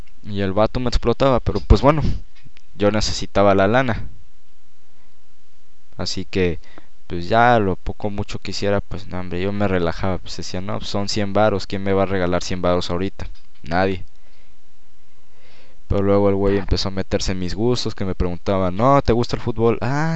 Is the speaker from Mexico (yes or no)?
yes; Tampico, Tamaulipas, Mexico; now in Monterrey, Mexico; Lo mío empezó porque yo llegué a Monterrey de Tampico. De Tampico y ahí estuve viviendo 2 meses en Monterrey con mi mamá.